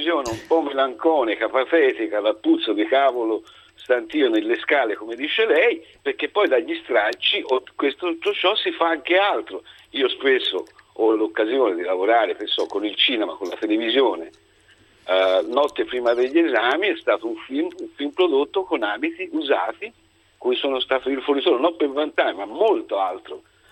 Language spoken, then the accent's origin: Italian; Ercolano, Campania, Italy; born there; moved away as an adult; now in Prato, Italy; sì. Io sono originario della zona di cui parlava prima il signore, sono nato a Ercolano, ma vivo oramai da 40 anni a Prato